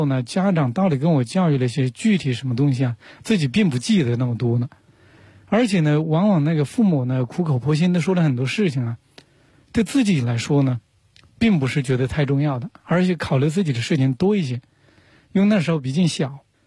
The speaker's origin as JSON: {"language": "Chinese", "town": "Huanggang", "region": "Hubei", "country": "China", "tie": "born or raised there", "said": "我小时候在农村长大的，从那个湖北黄冈的一个农村出来。"}